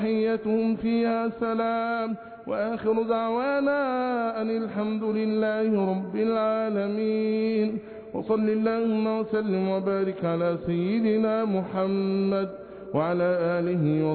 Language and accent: Arabic; Egypt; احفظ بلادنا مصر بحفظك